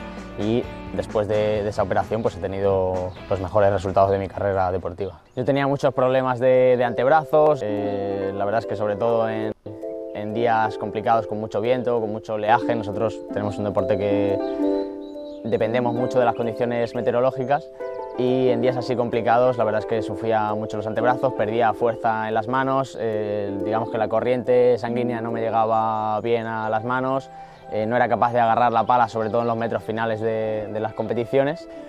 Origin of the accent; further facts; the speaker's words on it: Talavera de la Reina, Castilla-La Mancha, Spain; Empecé a los 7 años en mi ciudad natal, en Talavera de la Reina